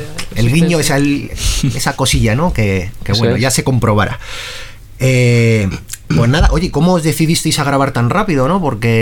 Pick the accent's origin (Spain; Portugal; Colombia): Portugal; Porto, Norte; Ah, bueno, es que soy de Porto yo, pero